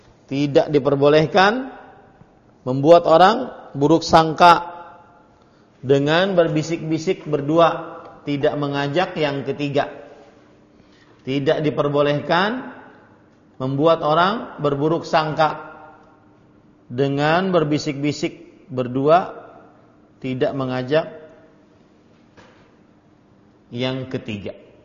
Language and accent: Indonesian; South Kalimantan, Indonesia; Kemudian kita orang Banjar naik bertiga ataupun berdua. Kemudian kita ngobrol-ngobrol dengan bahasa Banjar.